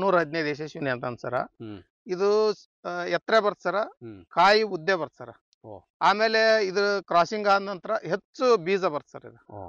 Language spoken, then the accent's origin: Kannada; Masabanchanal, Karnataka, India; Sir, ನಾವಿವಾಗ ಕೊಪ್ಪಳ ಜಿಲ್ಲೆ ಕುಕನೂರು ತಾಲೂಕಿನ ಮಸಾಬಂಚನಾಳ್ ಅಂತಕ್ಕಂಥ ಗ್ರಾಮದಲ್ಲಿ ಇವತ್ತು.